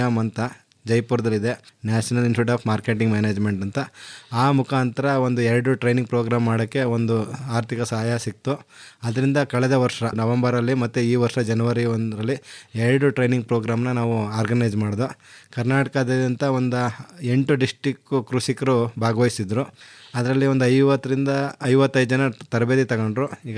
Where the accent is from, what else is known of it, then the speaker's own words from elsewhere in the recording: Dinka, Karnataka, India; ನನ್ನೂರು Dinka ಗ್ರಾಮ, ಪಾಂಡುಪುರ ತಾಲೂಕು, ಮಂಡ್ಯ ಜಿಲ್ಲೆ. ಮೂಲತಃ ನಾನು ಕೃಷಿಕ. ನನ್ನ ತೋಟದಲ್ಲಿ ವಾಸ ಮಾಡ್ತಾ ಪರಿಪೂರ್ಣವಾಗಿ ಕೃಷಿ ಮಾಡ್ತಾ ಇದ್ದೀನಿ.